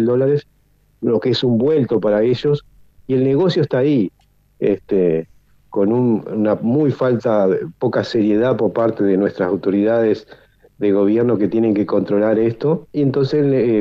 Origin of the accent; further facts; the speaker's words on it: Paysandú, Uruguay; nosotros somos de Paysandú